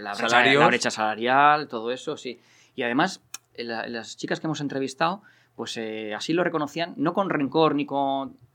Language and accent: Spanish; Barakaldo, Basque Country, Spain; Pero es que los que somos de Baracaldo nos cuesta irnos.